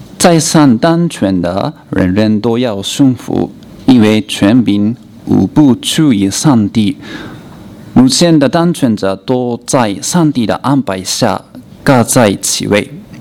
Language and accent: Chinese; Malaysia; 可能我们马来西亚人说有点奇怪